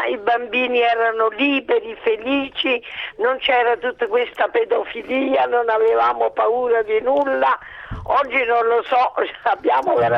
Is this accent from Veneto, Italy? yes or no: no; Naples, Campania, Italy; Io abitavo e sono nata a Bagnoli, è una periferia di Napoli